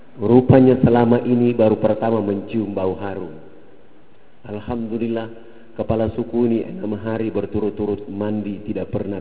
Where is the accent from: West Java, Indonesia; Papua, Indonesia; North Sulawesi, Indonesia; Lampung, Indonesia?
Papua, Indonesia; Rambut kami orang Irian itu kalau belum kena air dengan sampo, itu rambut tenang-tenang saja.